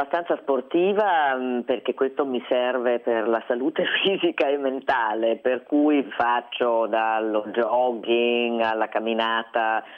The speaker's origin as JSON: {"language": "Italian", "region": "Dolomites", "country": "Italy", "said": "io vengo dalle Dolomiti, ho sempre sciato"}